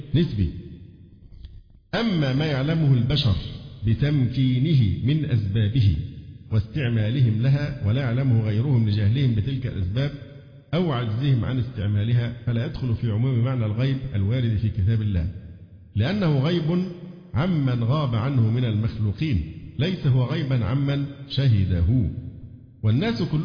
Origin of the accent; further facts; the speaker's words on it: Cairo, Cairo Governorate, Egypt; لأن لا تناقض بين أن أقول أن أنا مصري وقاهري،